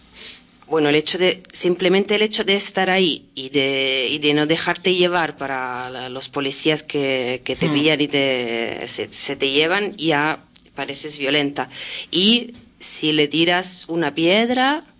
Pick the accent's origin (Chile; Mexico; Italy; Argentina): Italy; Claro, y a mí me viene a la cabeza unas historias que están conectadas más con mi país de origen y con ese movimiento